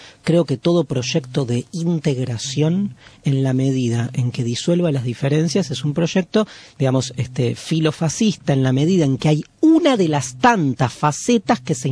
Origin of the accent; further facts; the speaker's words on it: Argentina; nosotros nos transformamos como argentinos.